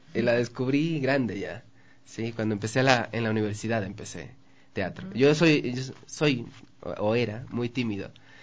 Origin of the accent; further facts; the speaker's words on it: Manabí, Ecuador; now in Quito, Ecuador; Ambos somos de Manabí, pero trabajamos, ya vivimos mucho tiempo en Quito y hemos hecho estudios acá también y nos desenvolvemos en la ciudad de Quito.